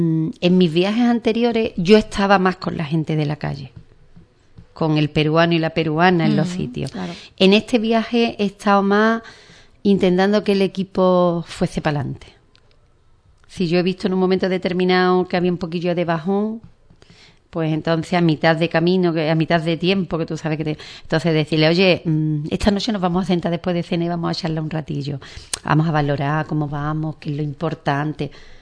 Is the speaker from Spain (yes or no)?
yes; Ubrique, Andalusia, Spain; feliz, satisfecha y satisfecha de mi pueblo, porque las que iban era gente de mi pueblo. Cuando llegamos nos fuimos corriendo a sacarnos una foto delante del cartel de Ubrique